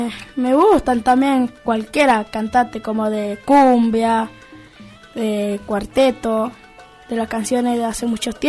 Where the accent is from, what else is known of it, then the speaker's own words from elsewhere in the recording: San Juan, Argentina; yo soy de San Juan. Soy sanjuanino.